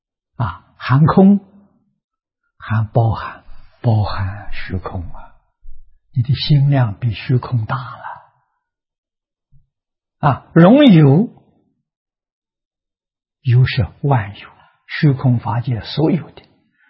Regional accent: China; 我们中国人讲七情五欲之染污

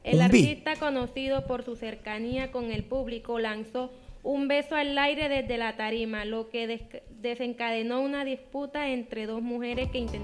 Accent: Riohacha, La Guajira, Colombia; Riohacha la Guajira.

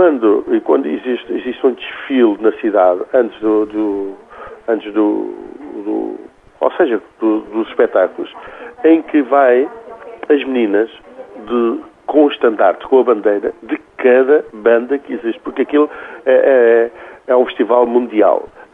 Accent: Portugal; nós somos portugueses, temos o direito de trabalhar no nosso país

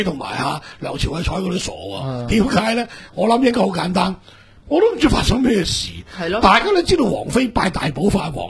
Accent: China; 嗰個民族其實當同我哋中國人一樣

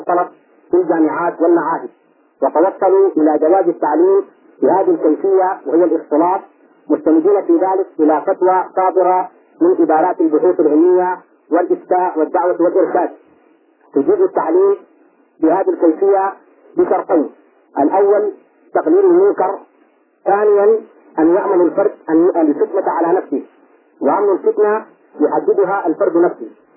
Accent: Sudan; عندنا في السودان

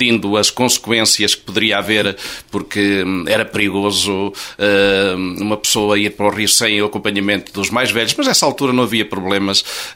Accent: Caldas de São Paulo, Coimbra, Portugal; born there; Eu nasci em Caldas de São Paulo, em casa.

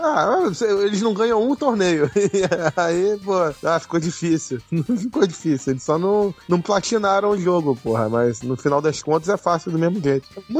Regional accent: Rio de Janeiro, Brazil; accent: carioca; Meu sotaque carioca de pombo.

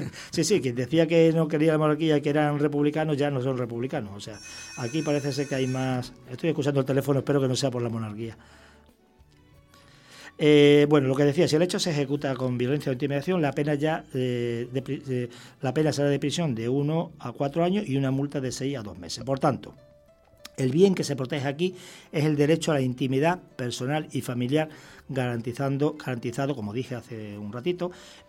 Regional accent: Extremadura, Spain; porque me siento aquí como en mi tierra de origen, que es Extremadura

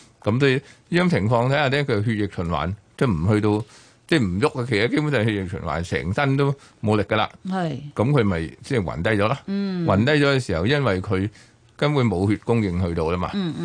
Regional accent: China; 咁我哋其實中國人咧，即係頭暈有啲時候咧，我哋以前見到都係我頭暈咧，頭暈其實係頭痛嚟嘅。

